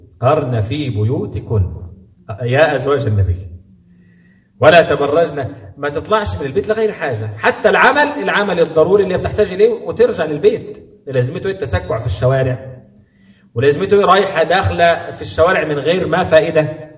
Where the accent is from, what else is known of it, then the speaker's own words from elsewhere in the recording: Egypt; وأنا آسف المعنى عندنا في مصر كده